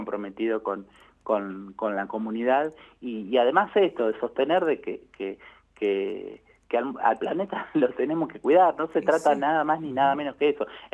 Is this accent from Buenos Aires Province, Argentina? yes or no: yes; Henderson, Buenos Aires Province, Argentina; now in La Plata, Argentina; soy platense, vivo en La Plata hace 20 años y siempre hago en contraposición. En mi localidad natal, que es Henderson, provincia de Buenos Aires